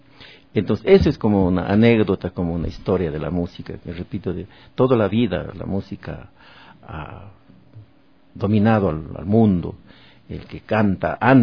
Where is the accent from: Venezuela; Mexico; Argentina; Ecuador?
Ecuador; Azogues, Cañar; En mi tierra, yo como azogueño